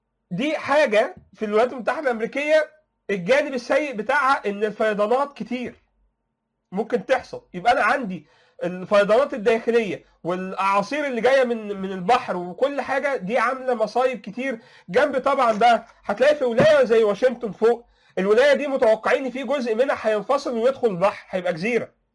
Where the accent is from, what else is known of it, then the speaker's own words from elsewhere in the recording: Egypt; المصيبه دي لو حصلت عندنا في مصر او في العالم العربي